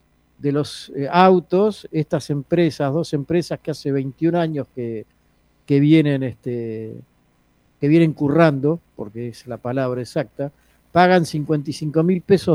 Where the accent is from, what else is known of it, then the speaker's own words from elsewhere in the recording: Buenos Aires, Argentina; todos los que somos de la Ciudad de Buenos Aires